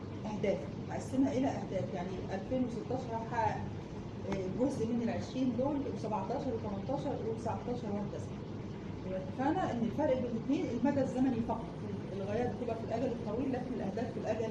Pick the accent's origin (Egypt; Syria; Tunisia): Egypt; فاحنا مثلا عندنا في مصر معظم الادويه